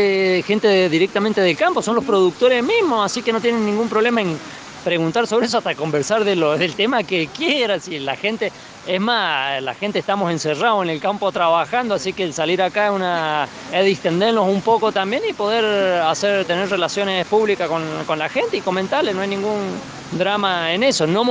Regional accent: Fray Luis Beltrán, Mendoza, Argentina; pertenezco a la asociación APPROCUYO y soy de Fray Luis Beltrán.

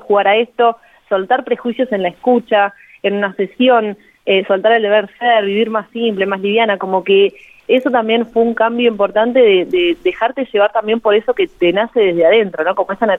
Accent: Buenos Aires, Argentina; yo antes era contadora, soy de Buenos Aires, estudié contadora.

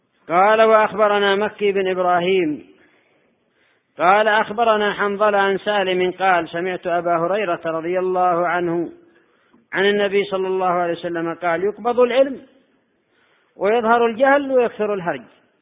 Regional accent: Yemen; عندنا في اليمن القتل في الآونة الأخيرة حدث ولا حرج

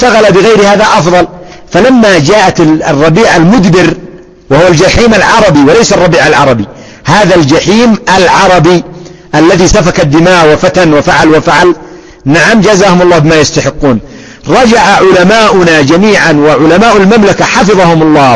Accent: Yemen; بلادنا اليمن الآن خراب

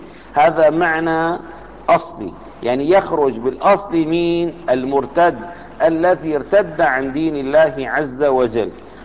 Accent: Damascus, Damascus Governorate, Syria; أنا من أهل دمشق، سافرت إلى حمص فأقمت فيها أسبوعا معينا

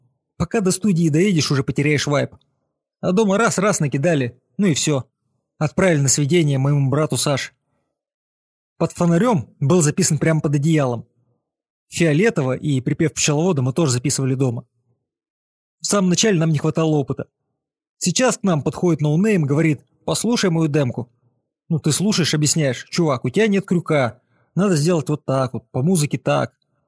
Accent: Donetsk, Donetsk Oblast, Ukraine; я из Донецка. А встретились мы на студии в Москве.

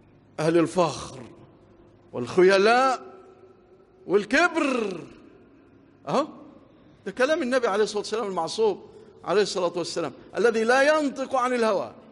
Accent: Egypt; اللهم اجعل بلادنا مصر آمنة مطمئنة

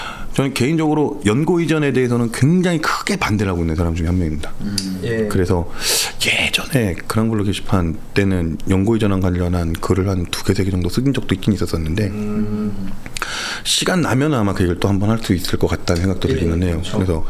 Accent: Anyang, Gyeonggi Province, South Korea; 제가 안양 사람인데

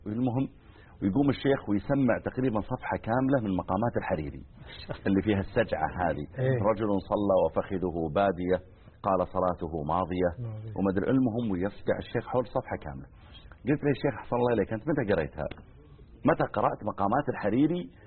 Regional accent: Mizal, Riyadh Province, Saudi Arabia; بعض المناطق مثل ديرتنا احنا مثلا مزعل صغيرة يعني، وجنبها القوعية أكبر منها.

